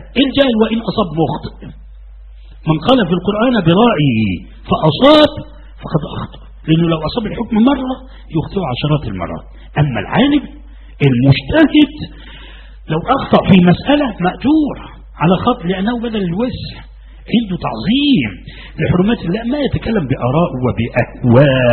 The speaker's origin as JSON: {"language": "Arabic", "country": "Egypt", "tie": "born or raised there", "said": "وأنا في مصر هنا. أنا لم أستورد من السعودية أنا غير مستورد لا أبدا. نشأت هنا وولدت هنا. انظر وأنا مسلم قبل أن أكون مصريا وديني هو الإسلام."}